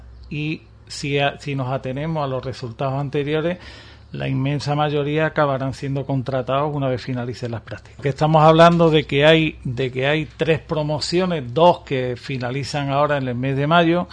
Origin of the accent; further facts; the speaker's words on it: Ubrique, Andalusia, Spain; A mí me encantaría que mi pueblo, la mayoría de la gente de Ubrique